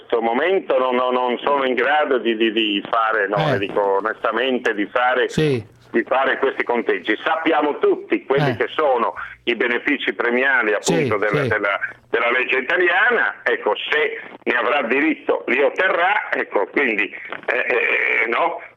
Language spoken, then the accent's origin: Italian; Sardinia, Italy; Le rispondo da sardo?